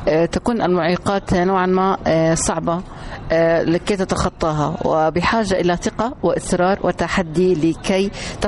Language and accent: Arabic; Jordan; اللي من ترعرعت وجت من مصر للأردن. الحمد لله إحنا أردنية هاشمية مصرية.